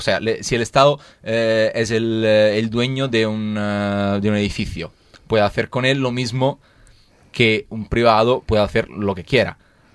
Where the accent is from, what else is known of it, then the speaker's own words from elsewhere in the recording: Rome, Lazio, Italy; Spanish is a second language; O sea, yo vengo de Roma, que es una ciudad donde con 5 millones oficiales de habitantes y dos líneas de metro.